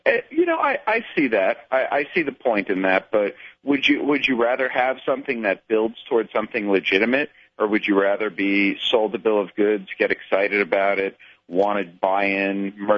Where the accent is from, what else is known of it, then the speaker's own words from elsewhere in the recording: Cleveland, Ohio, United States; I grew up in Cleveland, so I was there during the heyday of those Indians teams